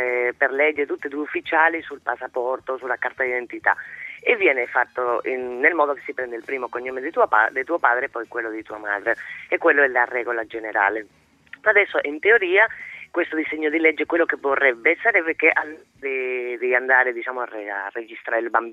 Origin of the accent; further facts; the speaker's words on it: Spain; No, prima il padre, sono una spagnola ad hoc.